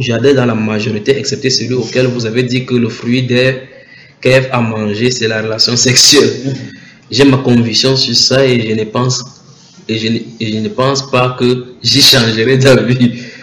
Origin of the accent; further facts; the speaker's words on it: Martinique; je suis des Antilles, la Martinique.